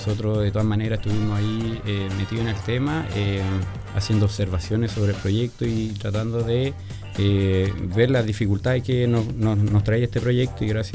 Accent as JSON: {"language": "Spanish", "town": "San Felipe", "region": "Valparaíso", "country": "Chile", "tie": "born or raised there", "also_born_or_lived": "Saladillo", "said": "tengo 34 años, soy de acá, de San Felipe. Siempre me he motivado por el tema ambiental. Nací en Saladillo, en la cordillera."}